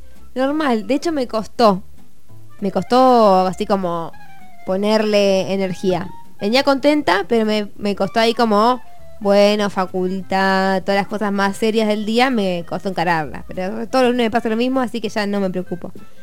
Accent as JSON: {"language": "Spanish", "town": "La Plata", "region": "Buenos Aires Province", "country": "Argentina", "said": "Ah, eso es porque soy de La Plata, ¿eh?"}